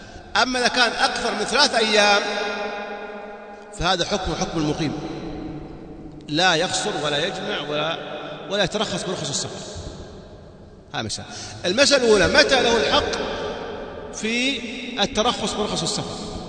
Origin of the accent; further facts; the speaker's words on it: Saudi Arabia; كنت أظن كما عندنا في السعودية أن هذا أذان الفجر